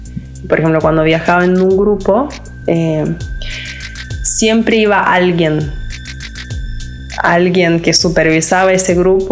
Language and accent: Spanish; Lithuania; first language Lithuanian; Spanish is a second language; Pero no manejo el idioma 100% como manejo el lituano. Y extraño hablar en lituano, extraño jugar con el idioma. Extraño, bueno, mi familia, mi tierra